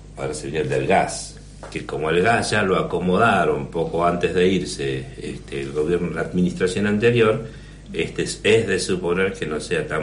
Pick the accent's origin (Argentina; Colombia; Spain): Argentina; porque yo como buen argentino iba dejando